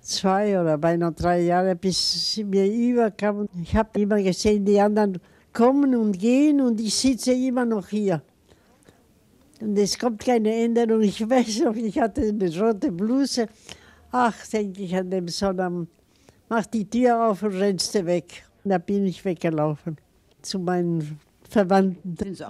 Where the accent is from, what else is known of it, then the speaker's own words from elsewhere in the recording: Iquique, Tarapacá, Chile; In Chile, wo ich geboren bin, hatten wir ein großes Haus. Aber nachher haben wir ja hauptsächlich in Iquique gelebt. In der Salpeterstadt von Chile.